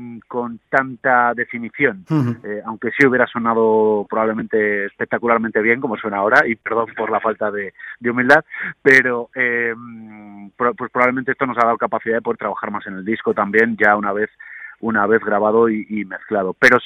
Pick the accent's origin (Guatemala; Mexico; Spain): Spain; León, Castile and León; yo soy de León de toda la vida, pero siempre he vivido fuera, nunca había venido